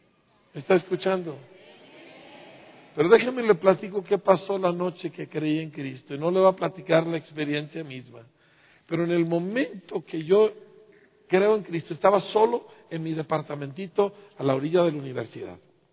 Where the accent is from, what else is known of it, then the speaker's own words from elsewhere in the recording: Bahamas; Yo crecí en las Bahamas, por el amor de Dios, en playas cristalinas, ¿sí? Fui educado en excelentes escuelas, tuve todos los privilegios, hablo 3 idiomas, estudié en el extranjero.